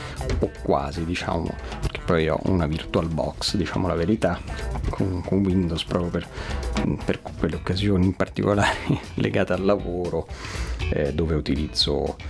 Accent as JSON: {"language": "Italian", "town": "Rome", "region": "Lazio", "country": "Italy", "said": "sono di Roma, ho 30 anni e sono laureato in musicologia e beni musicali"}